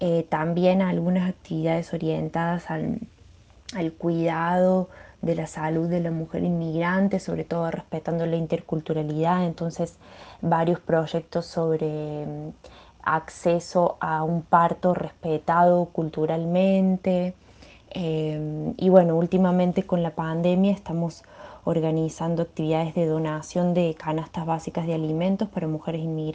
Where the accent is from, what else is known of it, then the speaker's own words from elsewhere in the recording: Argentina; now in São Paulo, Brazil; Soy inmigrante argentina en San Pablo, Brasil